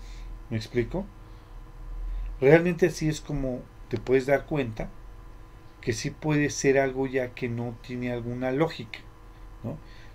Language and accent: Spanish; Mexico; nosotros como mexicanos, no sé si en todo el mundo, pero por ejemplo como mexicanos, siempre tenemos esa creencia